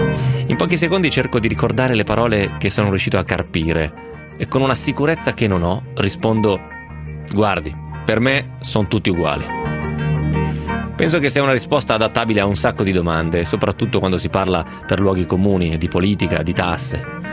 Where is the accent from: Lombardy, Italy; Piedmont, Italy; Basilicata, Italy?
Lombardy, Italy; Lecco; Io sono di Lecco e conosco il mio dialetto